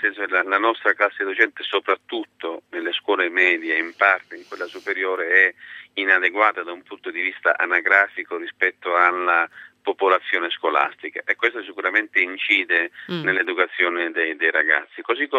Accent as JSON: {"language": "Italian", "region": "Sicily", "country": "Italy", "tie": "born or raised there", "said": "Sì, avendo fatto le scuole giù"}